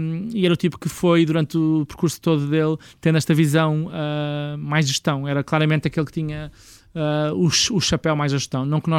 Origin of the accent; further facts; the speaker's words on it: Portugal; sem nos conhecerem de lado nenhum, só porque somos portugueses.